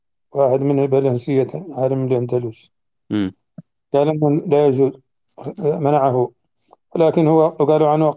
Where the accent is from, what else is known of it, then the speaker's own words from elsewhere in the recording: Mauritania; يمكن أن لا تكون موجودة عندنا في موريتانيا